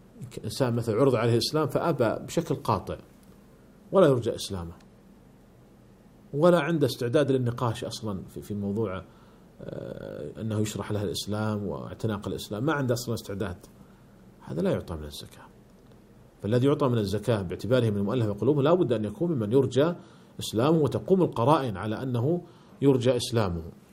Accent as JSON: {"language": "Arabic", "country": "Saudi Arabia", "said": "وهذا هو الذي عليه عمل عندنا في المملكة العربية السعودية"}